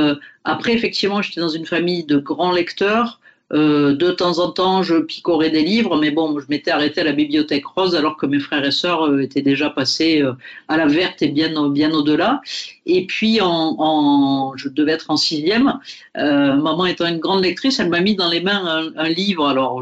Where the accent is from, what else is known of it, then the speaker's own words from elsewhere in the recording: Occitanie, France; born there; je suis né donc en Catalogne française dans une famille d'agriculteurs il y a un certain nombre d'années